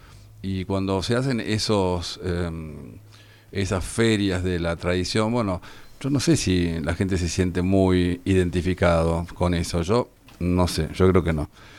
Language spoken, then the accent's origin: Spanish; Argentina; qué sometidos que somos los argentinos